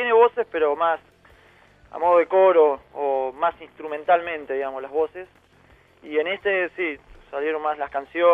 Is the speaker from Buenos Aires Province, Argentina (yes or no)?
no; Neuquén, Argentina; somos de Neuquén nosotros y ya lo escuchábamos ahí en el barrio, ¿viste?